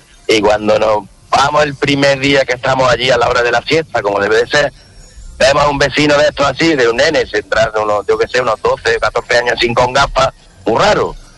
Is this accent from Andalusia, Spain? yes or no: yes; Málaga, Andalusia, Spain; somos de Málaga, nos mudamos a una zona residencial